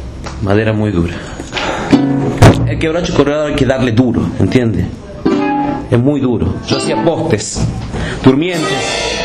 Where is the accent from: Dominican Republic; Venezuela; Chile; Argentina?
Argentina; Sol de Julio, Santiago del Estero; el pueblo de donde yo soy, vio. Sol de Julio se llama el pueblo.